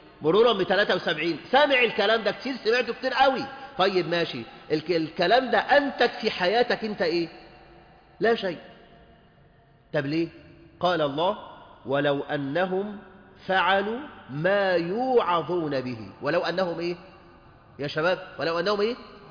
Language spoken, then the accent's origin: Arabic; Egypt; ولذلك عندنا في مصر وحدها صارت أعداد المطلقات في البيوت بالملايين